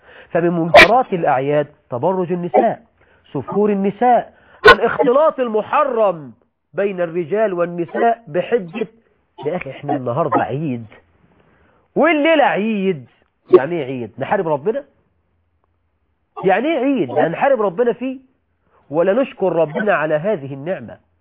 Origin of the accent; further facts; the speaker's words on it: Egypt; ده موجود عندنا في مصر، ما اعرفش بكل الدول العربيه الحال ايه